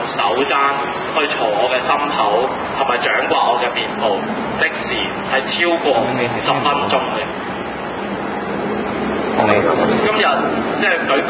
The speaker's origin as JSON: {"language": "Cantonese", "country": "Hong Kong", "said": "我認為我哋香港人唔應該因為派別而去企出嚟"}